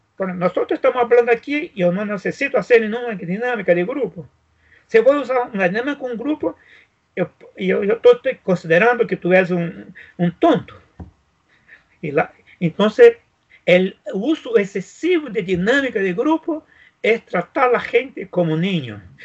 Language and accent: Spanish; Brazil; Spanish is a second language; nosotros vivimos en Brasil. Entonces, yo soy el pocos brasileños que conoce todo el país, todo, todo.